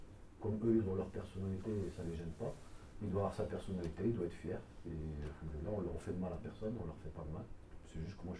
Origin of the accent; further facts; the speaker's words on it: Douai, Hauts-de-France, France; moi je viens de Douai